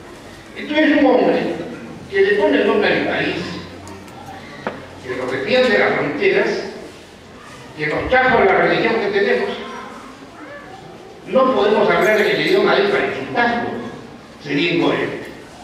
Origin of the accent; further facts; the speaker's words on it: Peru; Soy un producto peruano, con elementos que se han ido fusionando.